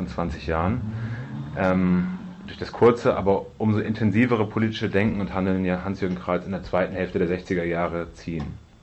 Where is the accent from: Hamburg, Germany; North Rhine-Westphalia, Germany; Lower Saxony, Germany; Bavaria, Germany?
Hamburg, Germany; Für uns als Hamburger war das jetzt nicht so alles selbstverständlich, wir müssen uns da gewissermaßen von außen einarbeiten.